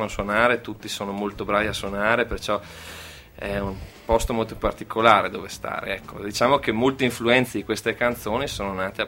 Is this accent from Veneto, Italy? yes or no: yes; Verona, Veneto, Italy; Noi siamo di Verona. Le canzoni nascono da tempo addietro, perché io ho vissuto tanti anni all'estero